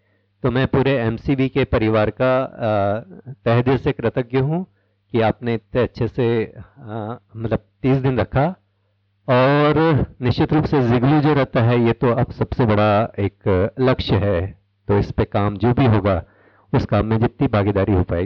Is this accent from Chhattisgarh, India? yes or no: yes; Raipur, Chhattisgarh, India; मैं रायपुर से आया हूँ।